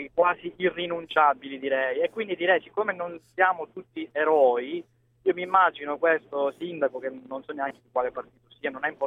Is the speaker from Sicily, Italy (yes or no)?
yes; Catania, Sicily, Italy; moved away as an adult; now in Verona, Italy; io sono di origini catanese, sono nato a Catania, ho vissuto 27 anni a Catania, anche se ormai da 10 anni vivo a Verona.